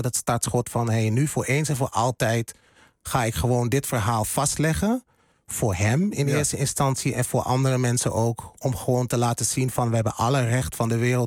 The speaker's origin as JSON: {"language": "Dutch", "town": "Hengelo", "region": "Overijssel", "country": "Netherlands", "tie": "born or raised there", "said": "Ik ben opgegroeid in Hengelo, in Twente. Het oosten van het land, voor de mensen die niet weten waar het ligt."}